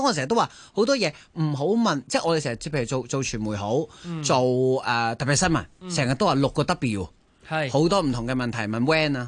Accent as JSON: {"language": "Cantonese", "country": "Hong Kong", "said": "呢一种劣根性，我哋香港人要改"}